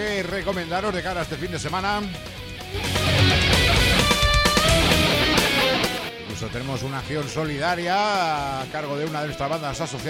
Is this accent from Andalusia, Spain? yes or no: no; Aragon, Spain; tocan a 5 kilómetros de mi pueblo, en Castelnou. En el pabellón municipal de esta pequeñísima población turolense.